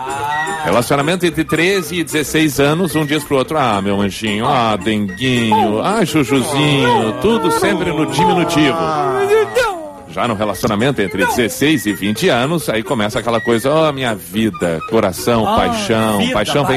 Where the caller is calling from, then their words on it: Cunha Porã, Santa Catarina, Brazil; Sou da cidade de Cunha Porã.